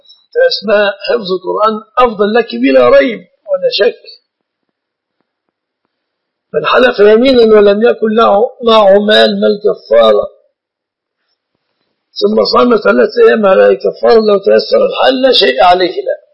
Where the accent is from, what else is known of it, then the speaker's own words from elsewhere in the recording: Egypt; أكثر المسلمين عندنا في مصر جهلة